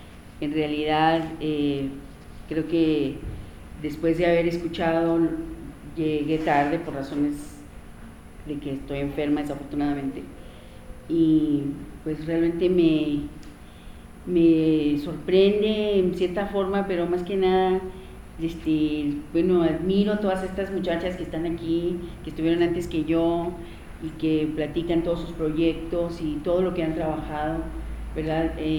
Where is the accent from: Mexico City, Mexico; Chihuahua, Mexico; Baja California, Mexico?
Chihuahua, Mexico; Manuel Benavides; born there; nací en Manuel Benavides, un pueblo al este del estado de Chihuahua, ubicado río de por medio frente a Lajitas, Texas